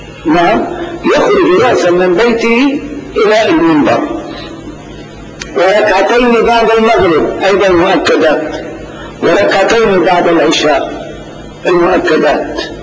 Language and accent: Arabic; Damascus, Damascus Governorate, Syria; لكن في بلدنا دمشق بالذات هناك شرط لا يتم